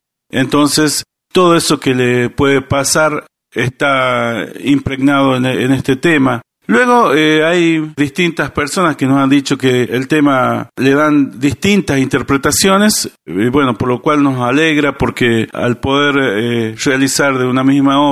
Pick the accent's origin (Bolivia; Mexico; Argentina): Argentina; Chamical, La Rioja; born there; nacimos e hicimos base en Chamical, provincia de La Rioja